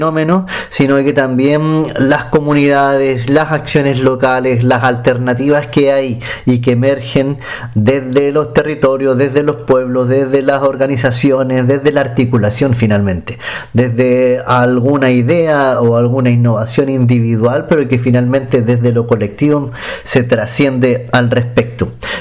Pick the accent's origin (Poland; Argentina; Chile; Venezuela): Chile; Valparaíso; a los que somos más de Valparaíso, Viña del Mar, etcétera